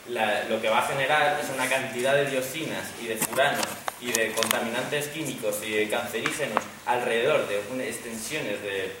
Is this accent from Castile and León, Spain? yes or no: no; Community of Madrid, Spain; bueno, soy del sureste de Madrid, una zona que para la gente que no sea, pues de allí, pues una zona de Vegas y que está, digamos, entre la Nacional 2 y la Nacional 3.